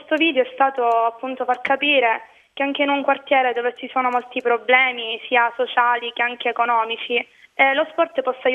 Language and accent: Italian; Palermo, Sicily, Italy; Personalmente a me, che non sono dello Zen, dispiace molto, perché lo Zen fa parte della mia città